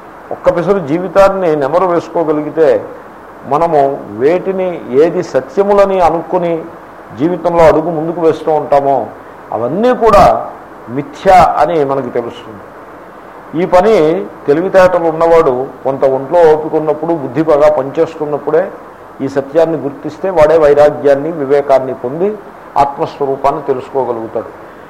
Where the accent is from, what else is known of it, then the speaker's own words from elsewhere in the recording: Andhra Pradesh, India; నేను ఎక్కడో కోనసీమలో మూల పుట్టి పెరిగాను, ఇంగ్లీషు నాకు మాతృభాష కానే కాదు.